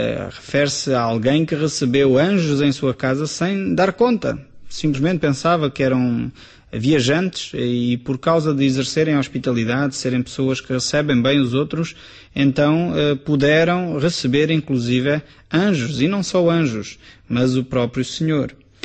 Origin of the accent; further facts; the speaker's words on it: Portugal; É uma marca que eu creio que nós, como portugueses, deveríamos influenciar outros povos na Europa.